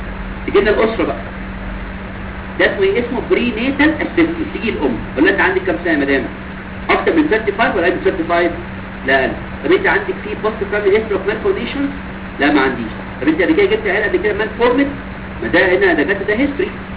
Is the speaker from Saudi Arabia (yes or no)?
no; Egypt; احنا عندنا في مصر فينا سيستم سكريننج